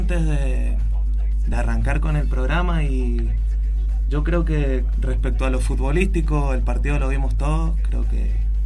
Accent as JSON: {"language": "Spanish", "country": "Argentina", "said": "de ponernos a pensar como argentinos dónde depositamos todo nuestro, todo el valor de lo que somos como país"}